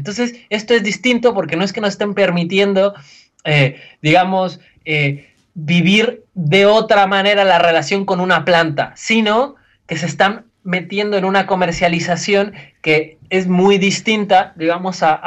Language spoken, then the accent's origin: Spanish; Mexico; que creo que nos toca mucho a nosotros como mexicanos